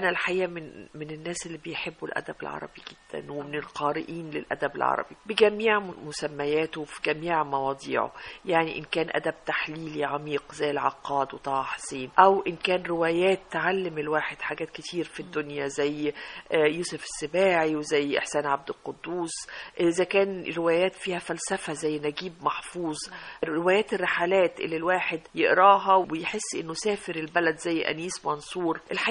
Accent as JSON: {"language": "Arabic", "country": "Egypt", "said": "زي ما احنا يا مصريين بنقول لك ايه،"}